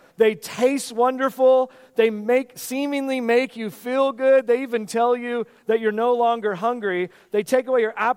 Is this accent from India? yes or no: no; West Coast, United States; now in Pennsylvania, United States; This is not where I came from the West Coast, where you're around all your family